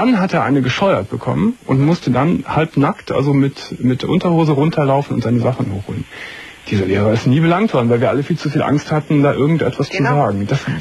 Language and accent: German; Gummersbach, North Rhine-Westphalia, Germany; in der Volksschule in Gummersbach, wo ich herkomme